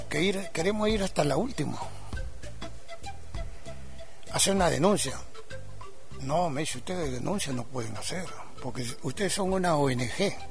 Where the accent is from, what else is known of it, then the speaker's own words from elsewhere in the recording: Argentina; para que ellos sepan de que acá también vivimos seres humanos y somos argentinos